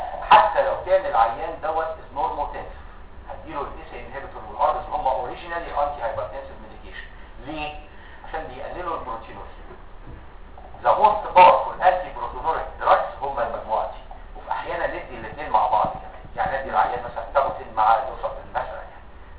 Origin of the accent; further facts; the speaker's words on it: Egypt; في دواء نزل سنه 2006 وهيكون عندنا في مصر ان شاء الله السنه الجايه 2009